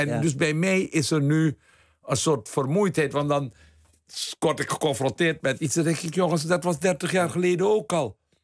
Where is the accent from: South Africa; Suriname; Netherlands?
Suriname; Ik weet, als tiener in Suriname. Het was 18 toen de staatsgreep kwam.